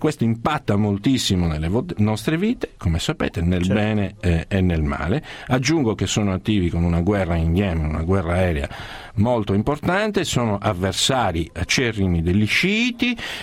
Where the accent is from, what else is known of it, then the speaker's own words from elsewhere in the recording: Cabras, Sardinia, Italy; Cabras, io sono di Cabras